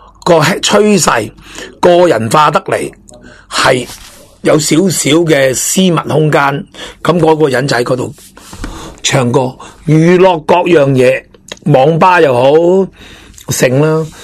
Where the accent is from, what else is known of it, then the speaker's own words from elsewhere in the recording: Hong Kong; 我哋香港人好多系喺大陆落嚟嘅，好多屋企有啲亲戚嘅年纪大啦，好似我哋呢啲年纪大啦，咁仲有啲亲戚喺度